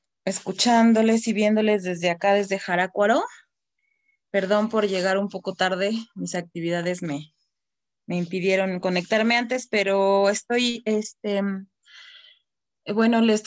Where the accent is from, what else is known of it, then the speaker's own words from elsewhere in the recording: Mexico City, Mexico; born there; tengo solo 7 meses viviendo acá. Yo nací en la Ciudad de México, soy maestra de violín